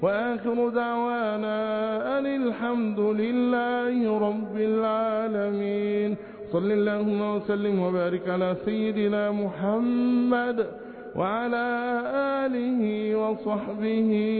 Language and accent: Arabic; Egypt; اللهم احفظ بلادنا مصر بحفظك وارعها برعايتك